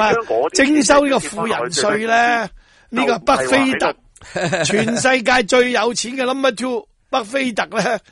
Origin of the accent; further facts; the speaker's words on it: Hong Kong; 我们香港人很多好像你这样有良知的。